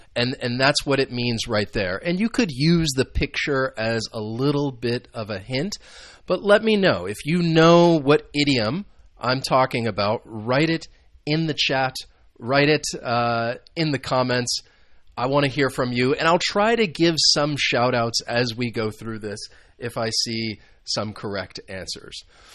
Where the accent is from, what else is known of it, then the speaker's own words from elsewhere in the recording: United States; I am from the United States, so these are some idioms that I think you could use